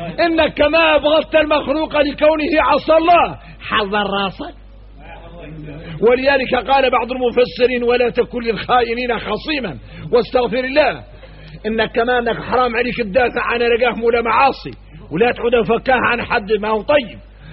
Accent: Mauritania; احنا موريتاني نعرفوا شكل من النفاق

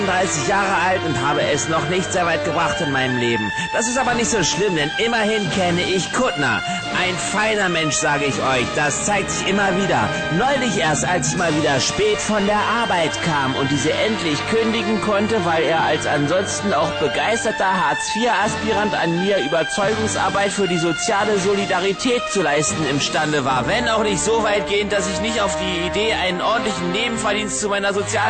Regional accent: Berlin, Germany; Ja, ich komme ja auch aus Berlin.

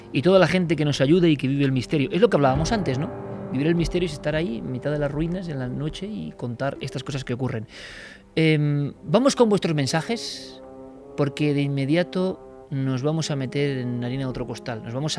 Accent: Vitoria, Basque Country, Spain; born there; de la noche con la luna casi llena sobre Vitoria. Me parece mágico y me gusta además que a la ciudad donde yo nací

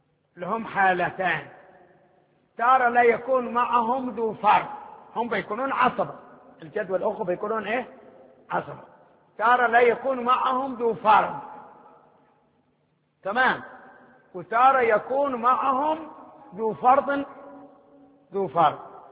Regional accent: Hadhramaut, Yemen; احنا من حضرموت، حضرموت كمان صبامة الشمس

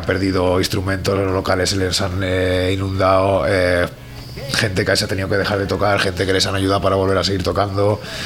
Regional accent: Quart de Poblet, Valencian Community, Spain; yo soy de Cuare Poblet, en mi zona entró algo

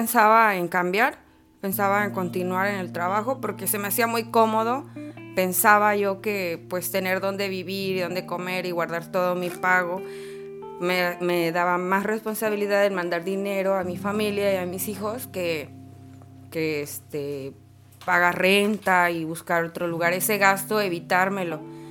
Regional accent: Puebla, Mexico; moved away as an adult; now in Tijuana, Mexico; tengo 29 años, soy originaria de Puebla, Puebla. Tengo 3 hijos y llegué a vivir a Tijuana en el año 2015.

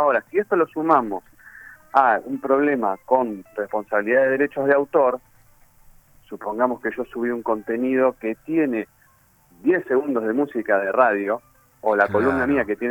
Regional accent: Avellaneda, Buenos Aires Province, Argentina; yo soy oriundo de Avellaneda

